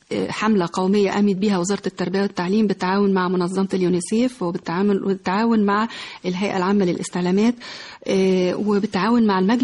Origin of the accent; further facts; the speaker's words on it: Egypt; احنا كمصريين كشعب مصري ما بنهتمش قوي بقصة العلاج النفسي